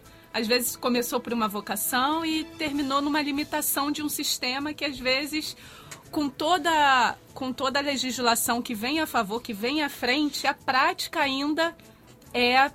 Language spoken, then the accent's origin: Portuguese; Rio de Janeiro, Brazil; Eu sou nascida e criada em Senador Camará.